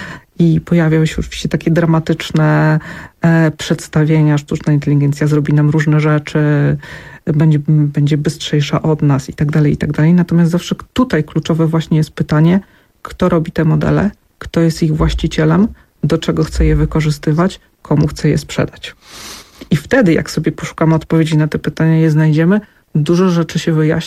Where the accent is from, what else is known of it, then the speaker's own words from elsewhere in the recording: Zamość, Lublin Voivodeship, Poland; Ja pochodzę z Zamościa.